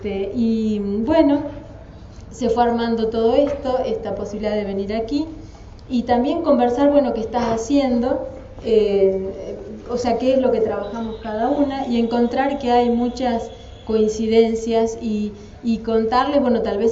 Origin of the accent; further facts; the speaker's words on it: Argentina; moved away as an adult; soy argentina, pero yo me fui cuando tenía 26 años y ya tengo 52